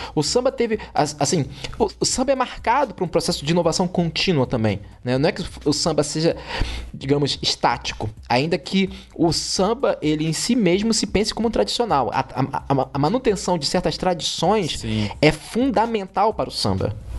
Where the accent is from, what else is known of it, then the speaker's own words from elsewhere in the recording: Rio de Janeiro, Brazil; Porque eu cresci nos anos 90, no Rio de Janeiro